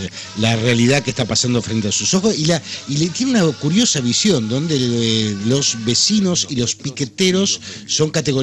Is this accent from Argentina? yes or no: yes; Argentina; Somos todos argentinos.